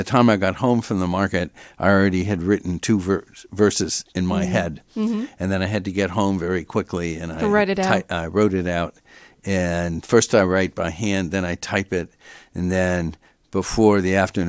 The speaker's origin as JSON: {"language": "English", "town": "Los Angeles", "region": "California", "country": "United States", "tie": "born or raised there", "also_born_or_lived": "San Francisco", "said": "I grew up in Los Angeles. I lived 24 years in San Francisco."}